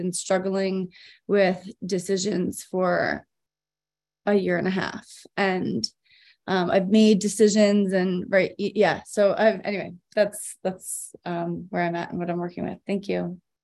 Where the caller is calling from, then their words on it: Boulder, Colorado, United States; I'm calling from Boulder, Colorado.